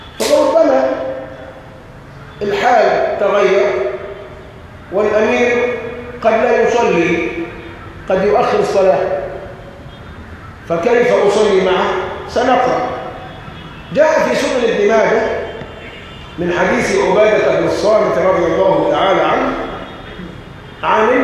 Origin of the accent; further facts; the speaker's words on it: Egypt; واحنا عندنا كمصريين مثل شعبي بيقول كل شاة برجليها معلقة